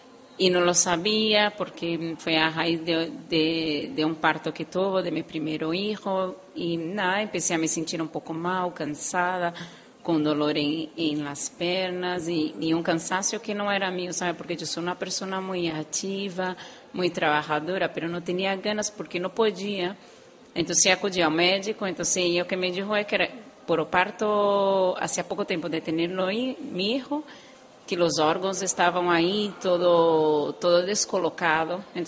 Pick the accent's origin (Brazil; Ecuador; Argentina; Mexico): Brazil; now in Spain; No, yo soy brasileña.